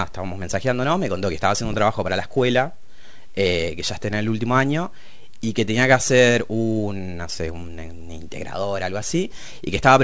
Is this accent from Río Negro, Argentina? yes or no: no; Punta Alta, Buenos Aires Province, Argentina; now in La Plata, Argentina; soy de Punta Alta, que queda como al sur de la provincia, muy lejos, una ciudad de militares. Vivo en La Plata hace un par de años, hace como 7 años ya, vine a estudiar cine acá.